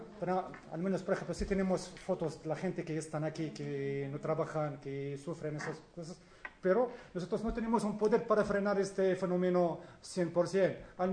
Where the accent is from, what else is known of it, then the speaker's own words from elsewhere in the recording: Morocco; yo soy de Marruecos